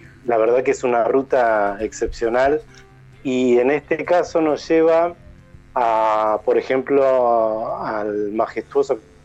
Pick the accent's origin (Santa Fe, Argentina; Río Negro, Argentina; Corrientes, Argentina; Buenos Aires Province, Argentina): Buenos Aires Province, Argentina; Bahía Blanca; born there; De Bahía Blanca, yo nací en Bahía, y por trabajo y por el pastorado de mi papá principalmente